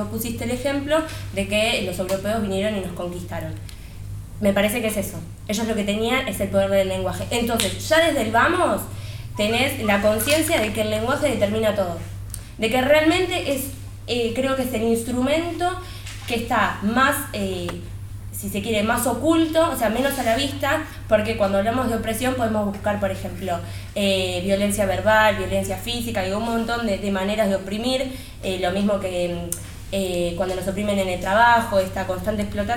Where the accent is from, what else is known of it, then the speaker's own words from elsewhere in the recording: Argentina; tenemos que pensar que somos argentinos, pero también somos parte de un mundo